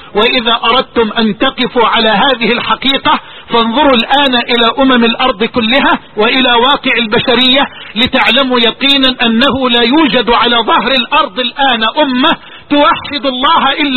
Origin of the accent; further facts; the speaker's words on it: Egypt; هذه عندنا في مصر